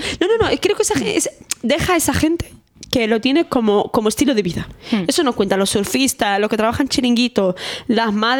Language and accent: Spanish; Valladolid, Castile and León, Spain; also born or lived in Sahara; yo soy de Valladolid. Entonces, bueno, soy del Sahara, pero criada en Valladolid.